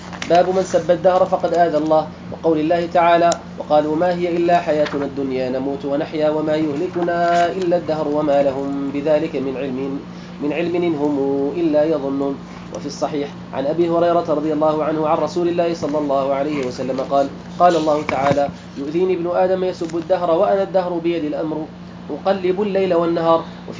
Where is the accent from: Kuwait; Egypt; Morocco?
Morocco; عندنا في المغرب